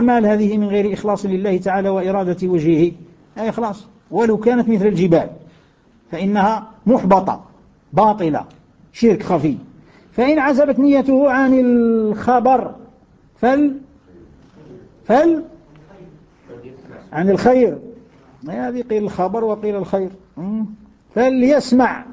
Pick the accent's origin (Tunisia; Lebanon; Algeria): Algeria; كثير من أبنائنا من بلادنا الجزائر